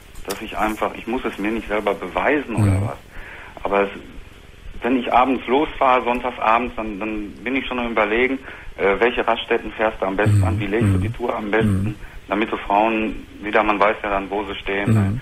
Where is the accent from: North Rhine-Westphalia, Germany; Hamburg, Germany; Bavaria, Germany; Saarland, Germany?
North Rhine-Westphalia, Germany; Also ich komme aus dem Sauerland, da ist ja nun an der Möhne, an der Sorpetalsperre und sowas, viele Campingplätze